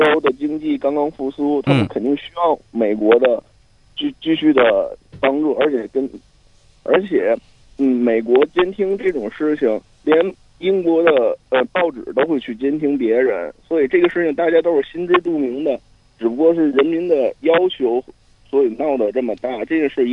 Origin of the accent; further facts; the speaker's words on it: Tianjin, China; 我来自天津。